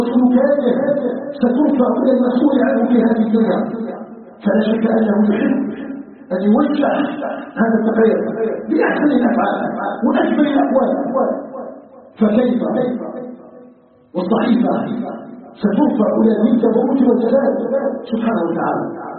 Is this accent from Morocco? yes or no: no; Algeria; اللهم اجعل بلدنا الجزائر بلدا آمنا مطمئنا